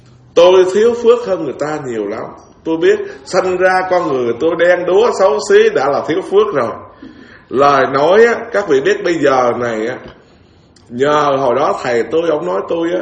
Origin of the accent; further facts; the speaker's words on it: Bến Tre, Vietnam; Tôi là người miền Tây rặt mà, Bến Tre nữa đó.